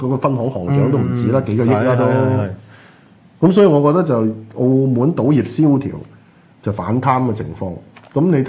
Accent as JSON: {"language": "Cantonese", "country": "Hong Kong", "said": "我觉得咧就即系以我哋香港人啊"}